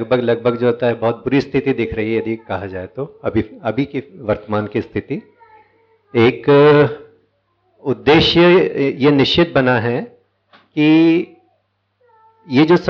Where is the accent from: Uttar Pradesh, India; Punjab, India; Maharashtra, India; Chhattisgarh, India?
Chhattisgarh, India; Raipur; मैं रायपुर से हूँ।